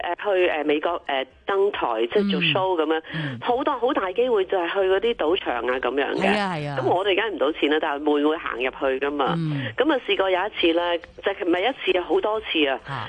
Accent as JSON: {"language": "Cantonese", "region": "South China", "country": "China", "said": "我哋南方人有优势咯。"}